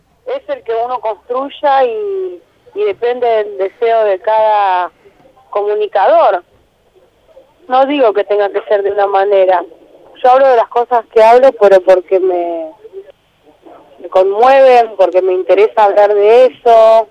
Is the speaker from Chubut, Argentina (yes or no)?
yes; Trelew, Chubut, Argentina; now in Buenos Aires, Argentina; Me encanta siempre volver al sur. Soy de allá y me siento de allá, aunque hace muchos años vivo acá. Pero me encanta volver y, no sé, soy de Trelew, a pleno.